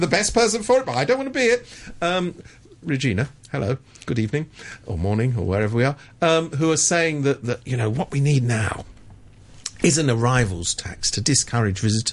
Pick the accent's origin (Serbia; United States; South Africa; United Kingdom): United Kingdom; London; I mean, look, I come from London. I'm a Londoner.